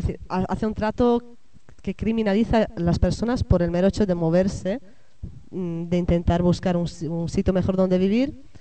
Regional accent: Italy; Spanish is a second language; moved away; yo misma soy italiana y me he movido de mi país, me he ido a otro país.

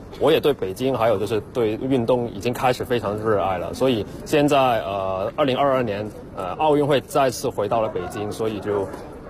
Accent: Hong Kong; 香港啊，我刚毕业。

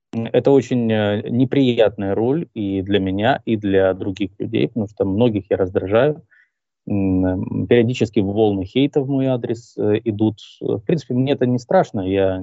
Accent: Crimea, Ukraine; Я же крымчанин, напомню тем, кто не знает, я крымчанин, и до 2014 года я был гражданином Украины, ну а с 2014 года я гражданин России.

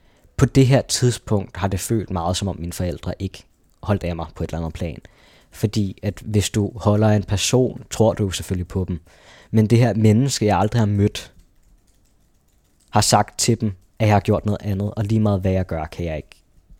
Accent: Charlottenlund, Capital Region of Denmark, Denmark; Jeg voksede op i Charlottenlund, en uskyldig barndom, jeg tit tænkte tilbage på

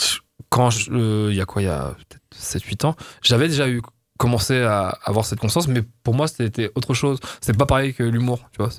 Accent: Nice, Provence-Alpes-Côte d'Azur, France; moi, je viens de Nice, quand j'étais petit, je passais mes vacances à Sospel. Sospel, c'est dans la vallée de Roya.

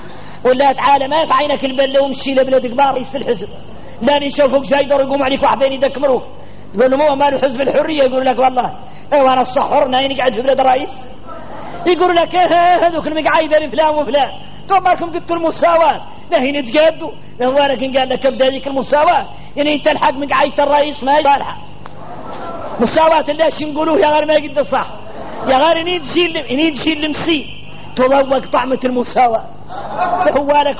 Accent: Mauritania; نحن موريتاني

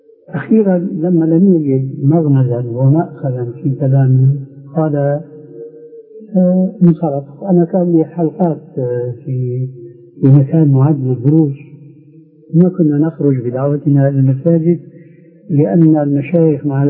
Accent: Syria; إما كما يقولون عندنا في سوريا

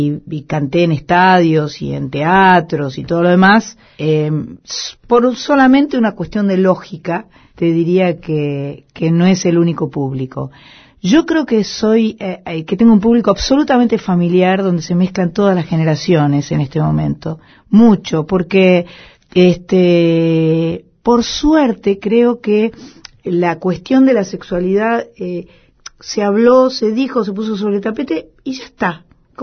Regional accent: Argentina; Yo soy una mujer argentina, feliz, agradecida por todos los privilegios que tengo

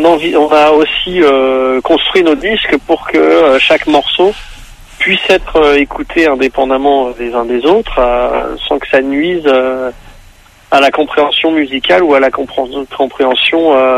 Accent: Nancy, Grand Est, France; On est originaire de Nancy, en Lorraine.

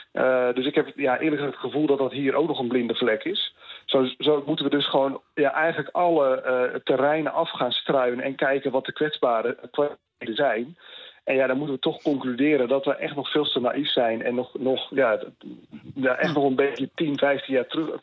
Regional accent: Netherlands; Dan zou ik denken, toch als Nederlander, als Europa.

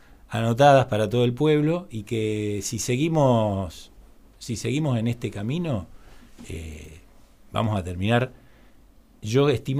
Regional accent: Buenos Aires, Argentina; now in La Pampa, Argentina; me vine de Buenos Aires, estudié aquí en La Pampa.

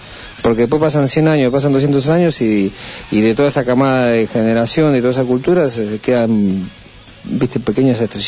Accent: Argentina; somos todos argentinos, pero yo no, cara de autóctono no tengo.

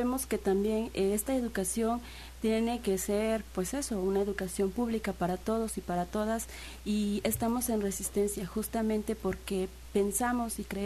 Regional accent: Veracruz, Mexico; yo vengo de la Sierra de Songolica

